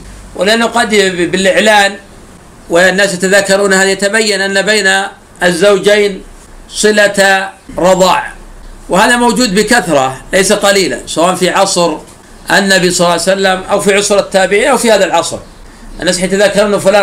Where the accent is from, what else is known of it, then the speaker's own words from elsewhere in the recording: Najd, Saudi Arabia; كما يفعل الآن بعض الناس في عادة عندنا في نجد